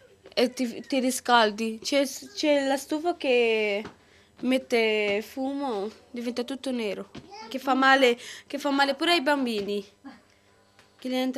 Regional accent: Kosovo; Dal Kosovo.

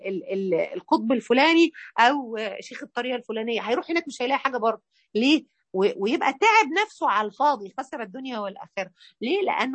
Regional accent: Mansoura, Dakahlia, Egypt; واحنا عندنا في المنصوره

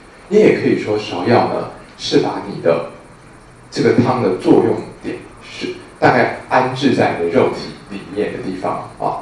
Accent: China; 那我们中国人知道，有刺的植物都是有一种锋锐之气的哦

